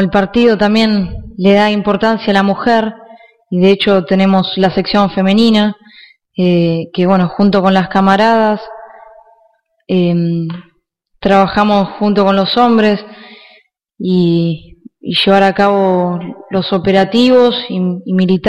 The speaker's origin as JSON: {"language": "Spanish", "country": "Argentina", "said": "es el deber de toda mujer, como mujer y como argentina"}